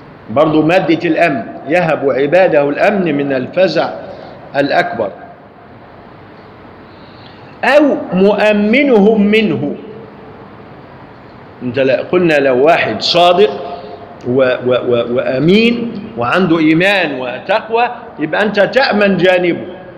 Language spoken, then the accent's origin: Arabic; Egypt; فالمشايخ عندنا في مصر عندما يقرؤون قرآنا